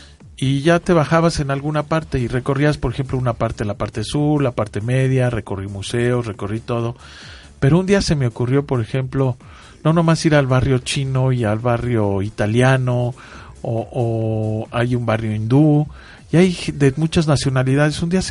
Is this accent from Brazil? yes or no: no; Mexico; yo soy turista y vengo de México.